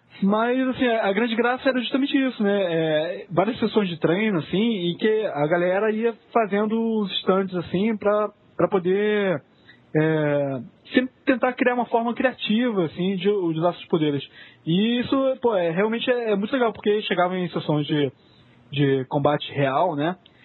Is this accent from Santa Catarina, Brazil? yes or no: no; Rio de Janeiro, Brazil; Sou do Rio.